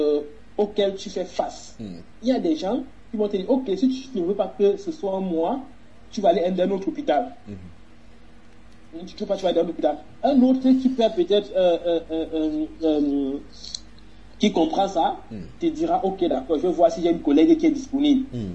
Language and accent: French; Cameroon; J'ai grandi au Cameroun.